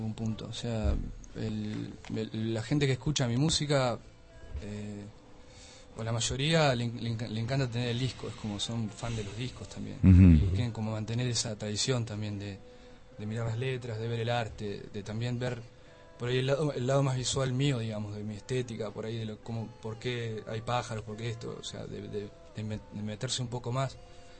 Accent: Argentina; Soy argentino, más vale, pero...

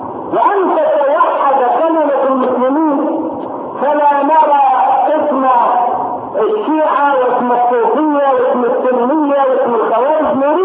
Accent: Egypt; فجاءت الى بلدنا مصر

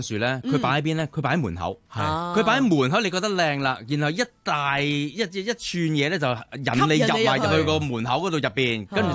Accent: Hong Kong

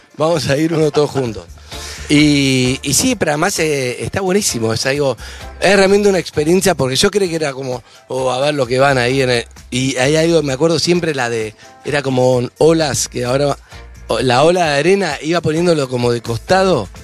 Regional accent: Rio de Janeiro, Brazil; yo me crié en Río y aprendí a leer y escribir en portugués. Entonces me crié con mi hermano y yo hablamos perfecto portugués.

